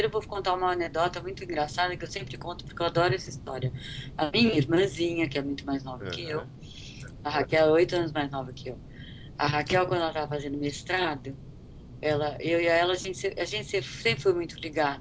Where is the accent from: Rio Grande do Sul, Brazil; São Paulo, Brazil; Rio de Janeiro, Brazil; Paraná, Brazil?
São Paulo, Brazil; born there; Eu nasci no Belenzinho, nasci na Zona Leste, sabe? Meus pais são imigrantes.